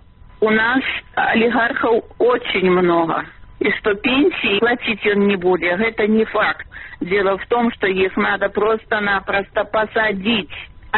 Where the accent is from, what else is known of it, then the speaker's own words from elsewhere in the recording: Belarus; Тому мы бедные белорусы, обворованные пенсионеры, обворованные рабочие